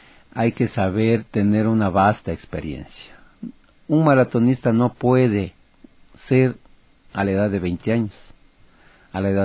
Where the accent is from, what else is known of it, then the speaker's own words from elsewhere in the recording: Ecuador; soy el ecuatoriano que aspira y que quiere poner una marca única en Quito, en el Ecuador y en Sudamérica